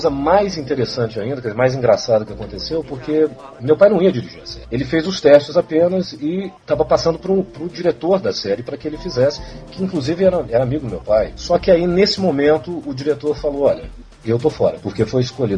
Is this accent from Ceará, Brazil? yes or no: no; São Paulo, Brazil; now in Rio de Janeiro, Brazil; eu sou paulistano, mas assim, eu estava... Não, eu era engraçado, né? Porque eu tô há tanto tempo no Rio de Janeiro que a gente até esquece.